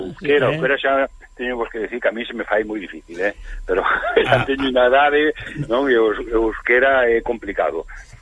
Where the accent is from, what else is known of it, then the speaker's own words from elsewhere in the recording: Galicia, Spain; igual que somos galegos, podemos ser españoles, podemos ser europeos, non pasa nada